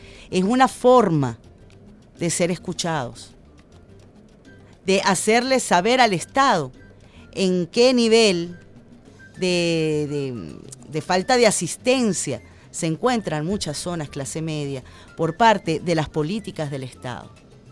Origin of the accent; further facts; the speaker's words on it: Venezuela; todos somos venezolanos